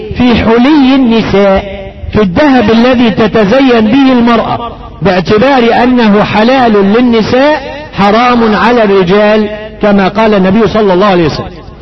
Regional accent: Egypt; مش معتاد عندنا في مصر واحدة يجيبونها ايه حزام ذهب ده المعتاد في السعودية

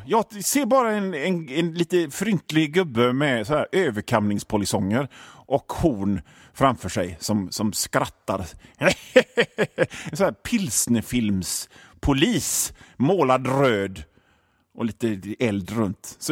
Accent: Hönö, Västra Götaland County, Sweden; alla ni gamla öbor som på Hönöcklö, där jag kommer ifrån

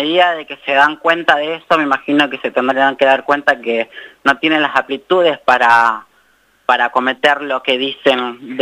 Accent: Salta, Argentina; en lo que pasa en mi ciudad, porque yo soy de Salta

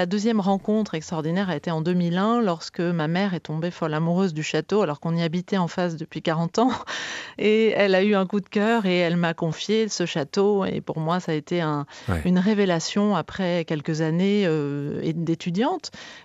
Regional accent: Sarlat, Nouvelle-Aquitaine, France; je suis née à Sarlat, qui est une ville à 16 kilomètres du château, et nous vivions entre Sarlat et donc Beznac, qui est un petit village en face du château.

